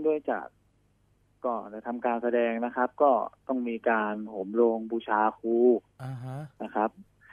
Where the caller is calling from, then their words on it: Bangkok, Thailand; ตลาดพลูครับ